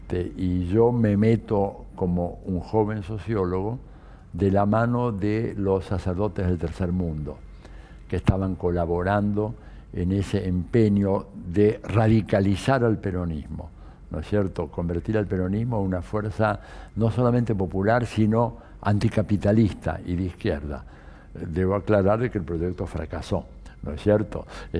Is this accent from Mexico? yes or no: no; Buenos Aires, Argentina; born there; Yo nací en Buenos Aires